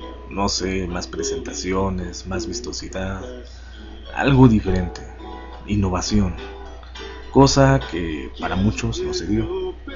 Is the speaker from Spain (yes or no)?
no; Puebla, Mexico; Sí, en la ciudad de Los Ángeles, en Puebla, de donde soy originario.